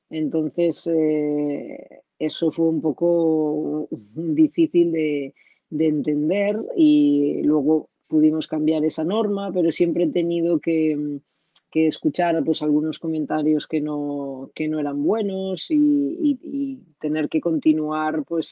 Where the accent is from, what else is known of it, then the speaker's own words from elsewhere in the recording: Galicia, Spain; moved away; La primera vez que me fui de mi casa, de Galicia, me fui a jugar a Zaragoza.